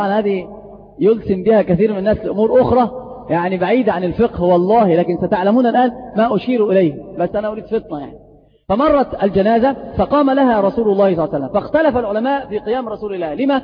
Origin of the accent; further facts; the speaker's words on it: Egypt; وترى عمرة الرجبية هذه عندنا في مصر منتشرة جدا